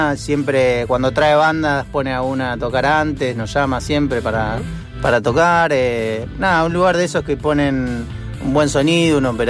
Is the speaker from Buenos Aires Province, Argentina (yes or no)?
yes; Haedo, Buenos Aires Province, Argentina; ya que soy de Aedo, del mismo lugar